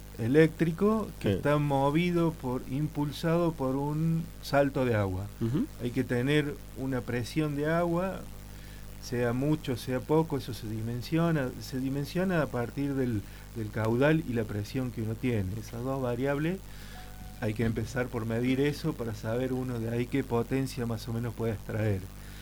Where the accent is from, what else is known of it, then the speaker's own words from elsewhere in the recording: San Lorenzo, Argentina; Yo soy de San Lorenzo y soy más que un curioso